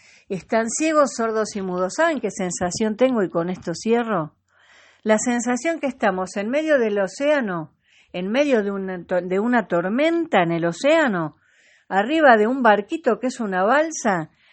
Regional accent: Argentina; Soy de acá porque elegí hace muchos años este lugar para vivir y soy argentina. No me importa dónde nací, nací en la Argentina

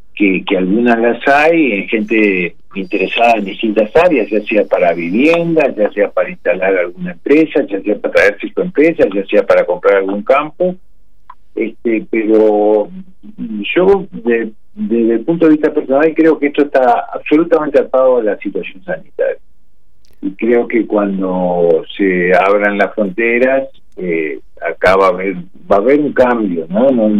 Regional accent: Uruguay; los uruguayos vimos el espacio y dijimos, bueno, después, como somos los uruguayos, ¿no?

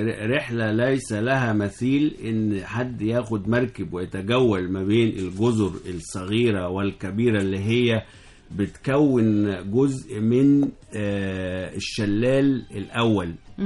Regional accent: Egypt; مع ان الطرق اتحسنت الحمد لله لحد كبير عندنا في مصر

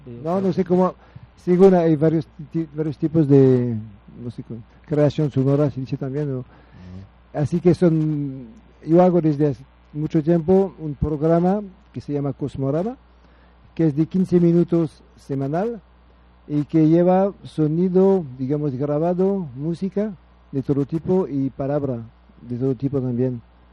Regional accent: France; Spanish is a second language; Vengo de Francia también, sí. De Francia. Yo vivo en Francia y tengo 10 días aquí en México. Y estuve en el país hace mucho tiempo. O sea, como 20 años estuve en el país, pero no aquí.

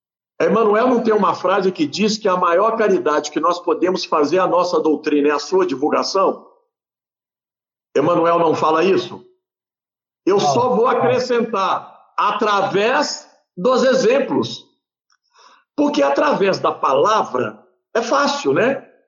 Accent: Pedro Leopoldo, Minas Gerais, Brazil; born there; eu nasci em Pedro Leopoldo, eu vim de uma família católica apostólica romana.

